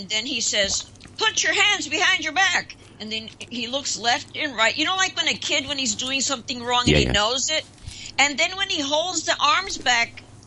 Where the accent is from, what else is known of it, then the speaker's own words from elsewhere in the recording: New York City, New York, United States; We're both from New York City, and we've watched it happen.